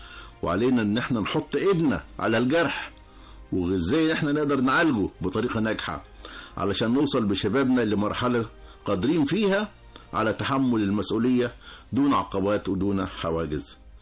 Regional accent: Egypt; مش بس عندنا في مصر بل في العالم كله

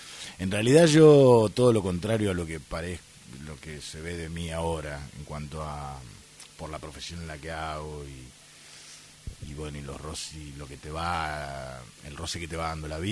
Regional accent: Bahía Blanca, Buenos Aires Province, Argentina; moved away as an adult; yo nací, pertenezco a una familia de clase media, con dos hermanos, un hermano más grande y una hermana más pequeña, de muy poquita diferencia de edad los tres, de un barrio típico de Bahía, popular, si se quiere, que es Villa Mitre

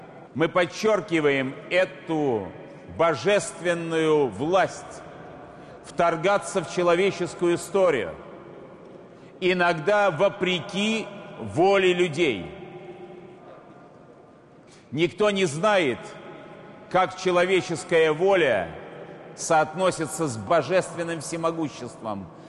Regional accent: Saint Petersburg, Russia; Как ленинградец, я хорошо помню этот собор в послевоенные годы и в последующие годы.

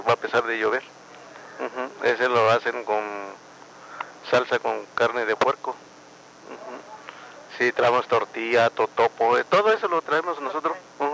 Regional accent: San Juan Colorado, Oaxaca, Mexico; now in Mexico City, Mexico; yo soy de Estado de Oaxaca, de Costa Chica, de San Juan, Colorado.

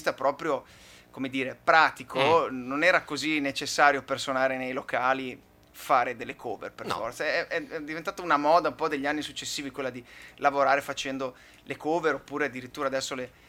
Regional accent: Occhiobello, Veneto, Italy; Io sono il più vicino, sono di Occhiobello

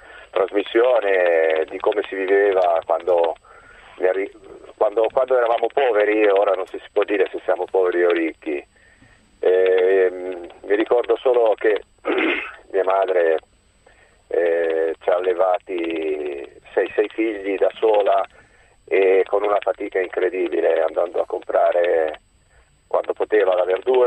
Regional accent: Sicily, Italy; Assolutamente no, noi siamo siciliani.

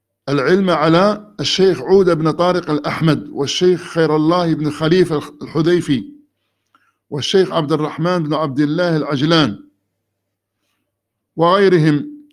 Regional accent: Medina Province, Saudi Arabia; ثم عدنا إلى بلدتنا الفقير وادي الفرع، وذلك في شهر شوال على ما أظن من عام 73,300,000، واستوطننا المدينة على ما أظن في شهر محرم أو صفر من عام 74,300,000

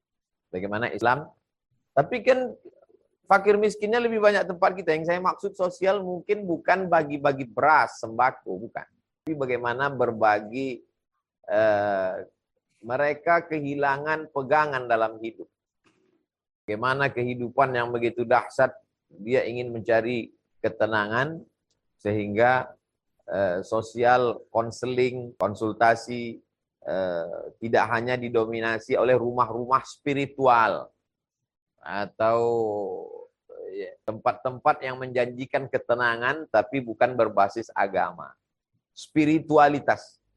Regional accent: North Sumatra, Indonesia; Sumatera Utara, kampung halaman saya

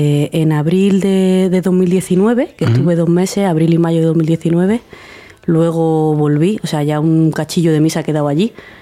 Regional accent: Seville, Andalusia, Spain; now in Granada, Spain; soy sevillana, aunque llevo ya en Granada 8 años, y soy médica de familia, que vine aquí a Granada para formarme.

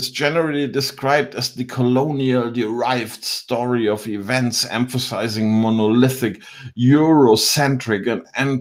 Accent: Biedenkopf, Hesse, Germany; Und ich komme aus Biedenkopf in Hessen.

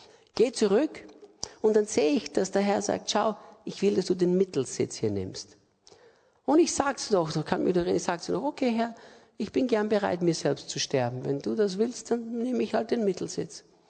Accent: Austria; Ich bin aus Österreich.

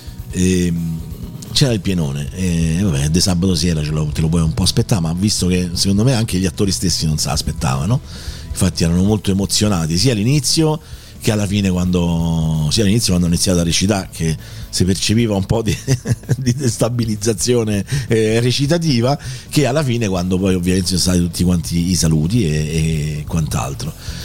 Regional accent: Rome, Lazio, Italy; di Roma per 35 anni e più ho vissuto in quello che è stato il mio quartiere, no? San Giovanni, l'Appio Tuscolano e tutta quella zona

